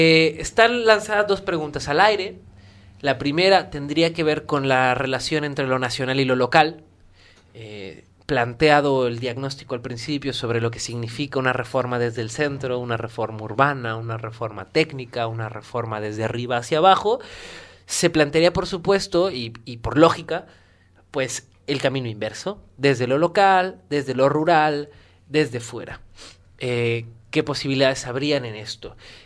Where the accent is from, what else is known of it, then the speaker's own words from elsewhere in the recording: Guadalajara, Jalisco, Mexico; yo soy de Guadalajara y no me pudieron entrar porque decían que ya no había espacio y tuve que irme a un pueblo para poder estudiar la primaria.